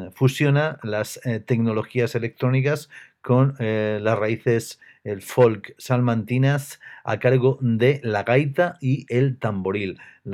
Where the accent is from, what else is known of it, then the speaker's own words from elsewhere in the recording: Salamanca, Castile and León, Spain; el músico de mi tierra, el músico salmantino